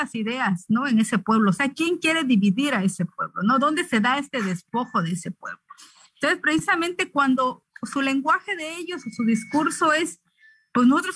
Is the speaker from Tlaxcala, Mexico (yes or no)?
no; Oaxaca, Mexico; yo soy reportera zapoteca del Istmo de Tehuantepec, en Oaxaca, México.